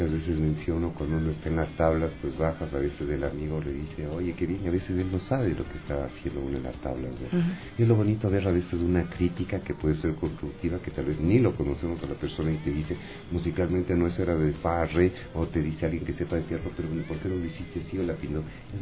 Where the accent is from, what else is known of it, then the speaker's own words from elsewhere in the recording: Ecuador; Esto es arte, esto es cultura, somos de Ecuador, se dan cosas importantes.